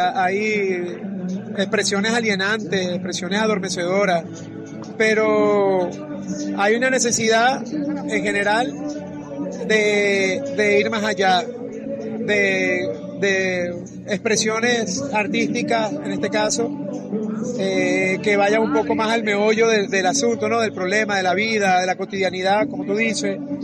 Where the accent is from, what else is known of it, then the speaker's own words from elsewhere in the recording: Venezuela; now in Uruguay; Eso nos ha hermanado también como venezolanos a decir, verga, por más diferencia que tengamos con el gobierno o entre nosotros